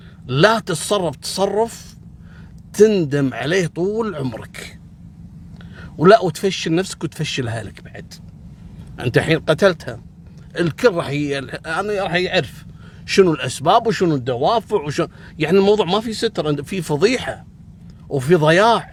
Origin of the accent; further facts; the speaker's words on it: Kuwait; مثل اللي حصل عندنا قبل 3 أيام في الكويت